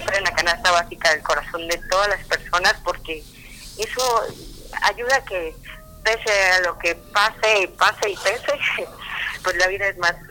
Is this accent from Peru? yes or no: no; Comalcalco, Tabasco, Mexico; Yo soy de Comalcalco, como les decía, pero de una zona de rancherías, que es una como un conjunto de ranchos